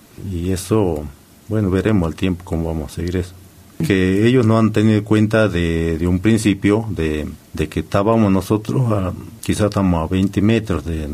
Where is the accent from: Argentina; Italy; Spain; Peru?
Argentina; Aquí todos somos argentinos, pienso que tenemos el mismo derecho que tienen los que están en la capital federal